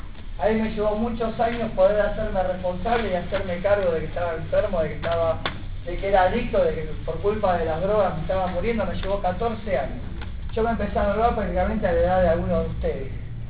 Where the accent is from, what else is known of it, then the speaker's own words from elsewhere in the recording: La Reja, Buenos Aires Province, Argentina; Yo vengo de acá de La Reja, del partido de Moreno.